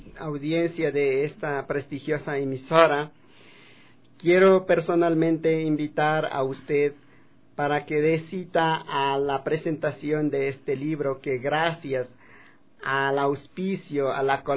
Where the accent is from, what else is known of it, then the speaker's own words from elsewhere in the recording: Calpi, Chimborazo, Ecuador; como Calpis, de donde yo vengo